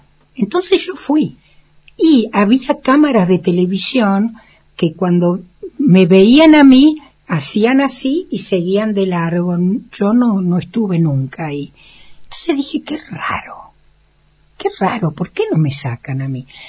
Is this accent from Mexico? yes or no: no; Argentina; Y yo dije, Perón, porque soy argentina.